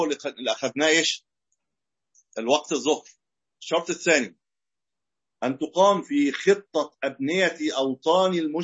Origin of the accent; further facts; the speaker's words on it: Egypt; زي عندنا في مصر الآن اللي فيها أسواق